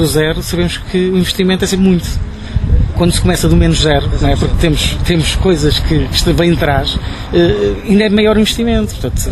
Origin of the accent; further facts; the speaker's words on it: Oliveira do Hospital, Coimbra, Portugal; porque eu nasci em Oliveira do Hospital, sou da Oliveira do Hospital, e costumo dizer que eu vivo atrás das pedras.